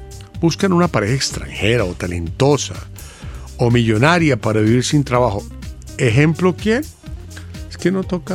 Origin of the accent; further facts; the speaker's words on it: Ecuador; No, yo soy ecuatoriano.